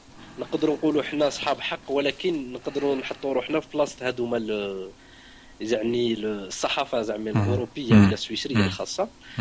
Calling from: Lausanne, Vaud, Switzerland; Voilà, je suis de Lausanne.

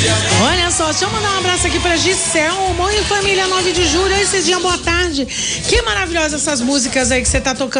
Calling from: Itaim Paulista, São Paulo, Brazil; Ah, eu sou aqui do Itaim Paulista e vou pegar mais uma caneca pra minha coleção

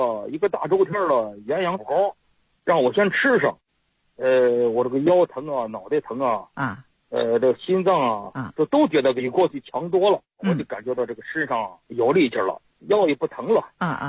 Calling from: Qiqihar, Heilongjiang, China; 我齐齐哈尔农村的啊。

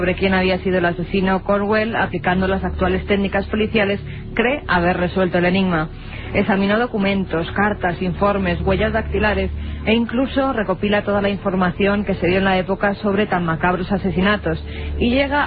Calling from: Madrid, Community of Madrid, Spain; soy de Madrid.

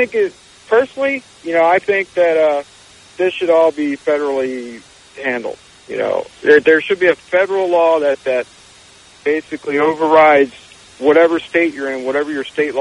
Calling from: San Diego, California, United States; I'm calling from San Diego. First-time caller.

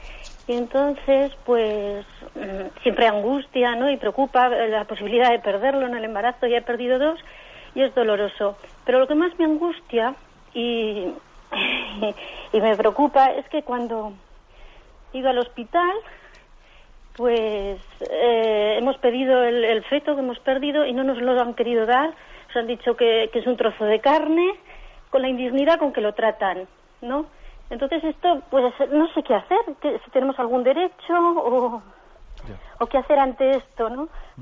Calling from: San Sebastián, Basque Country, Spain; de San Sebastián.

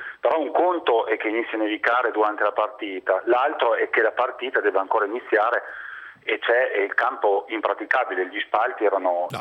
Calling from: Parma, Emilia-Romagna, Italy; Io sono di Parma

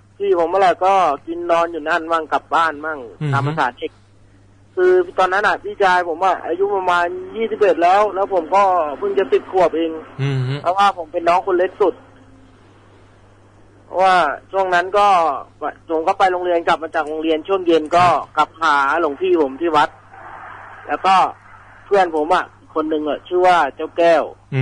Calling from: Bangkok, Thailand; รามอินทราครับ

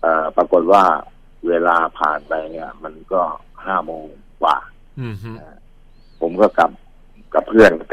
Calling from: Nonthaburi, Thailand; นนทบุรีครับ

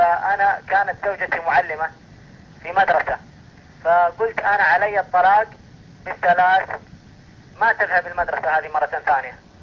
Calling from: Saudi Arabia; أنا أكلمك من المملكة العربية السعودية.

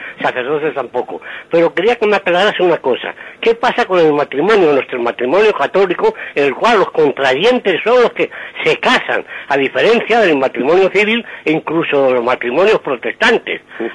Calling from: Madrid, Community of Madrid, Spain; de Madrid.

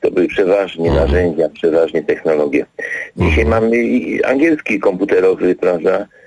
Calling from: Katowice, Silesian Voivodeship, Poland; Ja dzwonię z Katowic. No i jako Ślązak mam Śląsk w sercu.

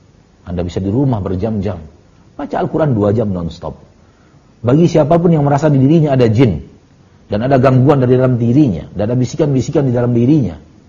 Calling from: Bukittinggi, West Sumatra, Indonesia; Saya dari Bukit Tinggi, Ustaz.

